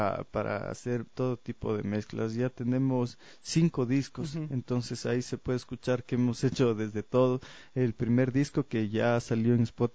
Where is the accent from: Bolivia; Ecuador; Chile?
Ecuador; demostrar como ecuatorianos que somos milenarios, que tenemos una identidad única